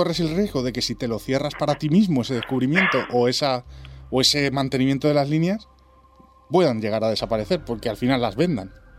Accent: Spain; hacia nosotros mismos, como españoles

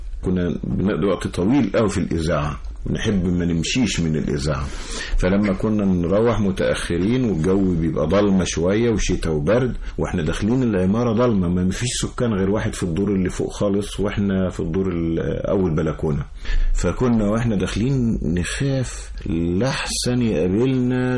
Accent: Egypt; وقريتنا قريبة من النيل، كنا نذهب إلى النيل أيضا نصطاد السمك

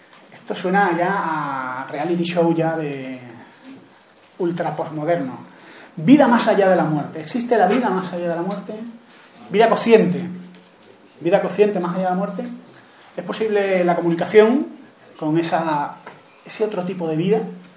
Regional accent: Granada, Andalusia, Spain; en Granada, que es de donde yo soy.

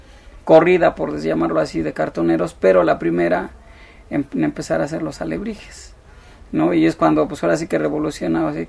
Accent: Mexico City, Mexico; yo ahora sí que soy originario de la Ciudad de México.

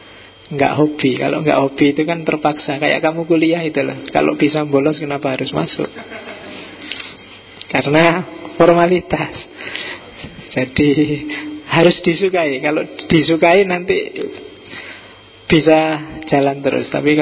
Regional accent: East Java, Indonesia; Kalau saya Jawa Timur, lebih terus terang, to the point.

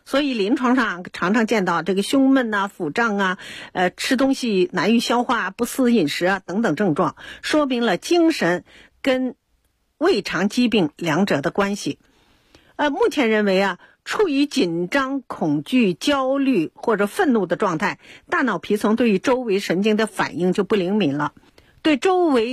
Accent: China; 所以自古以来呢我们中国人呢对灵芝呢都比较偏好

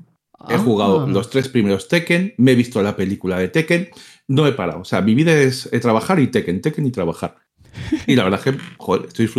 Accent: Madrid, Community of Madrid, Spain; Que a ver, que soy muy de Madrid, que me gusta mucho Madrid, pero que terminas muy harto de Madrid también.

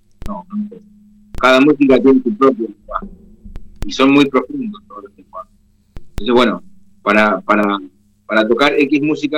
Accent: Argentina; Somos músicos argentinos que tocábamos ya, pero fundamentalmente somos argentinos, vivimos acá, nos desarrollamos acá, entonces tocamos música de acá necesariamente.

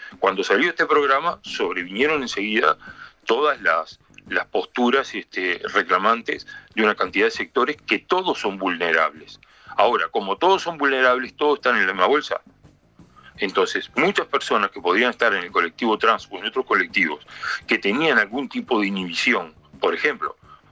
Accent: Uruguay; Yo como uruguayo prefiero no escucharlo ni verlo

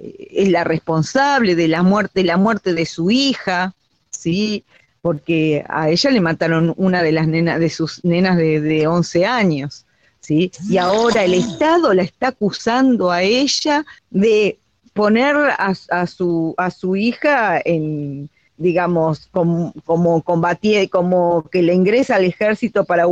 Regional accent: Argentina; esto nos pasó a nosotros como pueblo argentino

